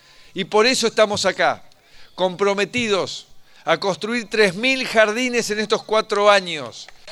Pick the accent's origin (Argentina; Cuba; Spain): Argentina; Somos muchos los argentinos que ya hemos decidido aprender de nuestros errores